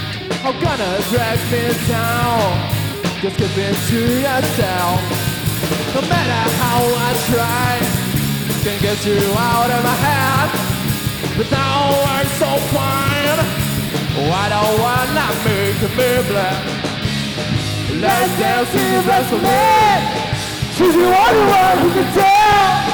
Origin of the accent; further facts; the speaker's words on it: Londrina, Paraná, Brazil; Nós somos de Londrina